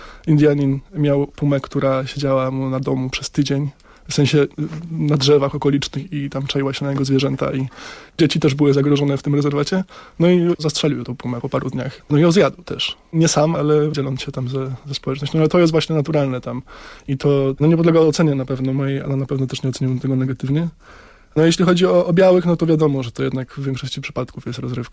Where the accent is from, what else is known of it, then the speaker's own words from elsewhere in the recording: Lesser Poland, Poland; Nie, pochodzę z Sądecczyzny.